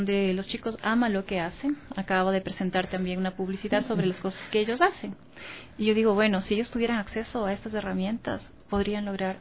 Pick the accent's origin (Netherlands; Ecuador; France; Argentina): Ecuador; algunas personas que venimos de acá del Ecuador